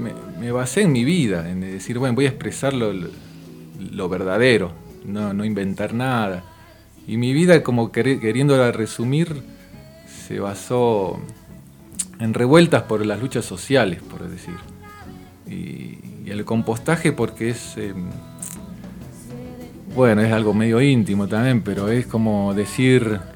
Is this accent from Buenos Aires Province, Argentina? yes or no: yes; Wilde, Buenos Aires Province, Argentina; En Wilde. En un barrio.